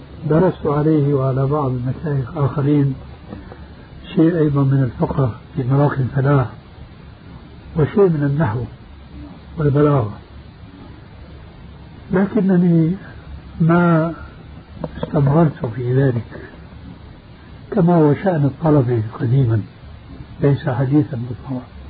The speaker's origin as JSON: {"language": "Arabic", "country": "Syria", "said": "وبلغت سيرة أيضا يقولون عندنا في الشام"}